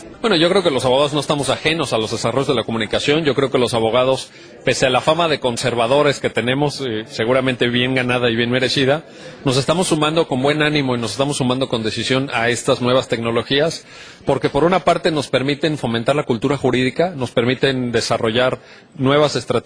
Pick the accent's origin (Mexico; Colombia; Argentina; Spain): Mexico; pueden servir las redes sociales para nutrir los valores que nos identifican como mexicanos